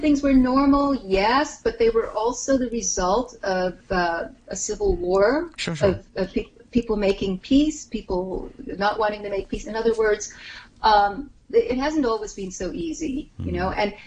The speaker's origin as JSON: {"language": "English", "region": "New York", "country": "United States", "said": "and, you know, as a New Yorker, I would be afraid to travel on a plane at this point."}